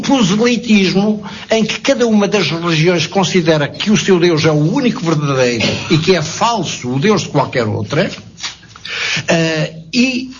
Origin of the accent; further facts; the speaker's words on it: Beira, Portugal; como nasciam católicas nas aldeias da Beira, onde eu fui criado